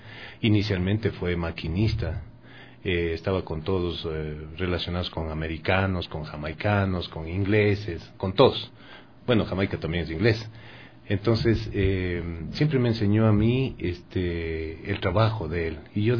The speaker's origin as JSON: {"language": "Spanish", "country": "Ecuador", "said": "Mi bisabuelo de Irlanda del Norte, mi abuelo inglés también. Mi papá se casó con una mujer que era mi madre, que era riobambeña, y yo soy ecuatoriano."}